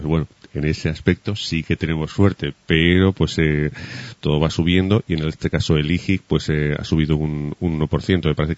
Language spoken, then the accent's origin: Spanish; Aragon, Spain; yo que soy de Aragón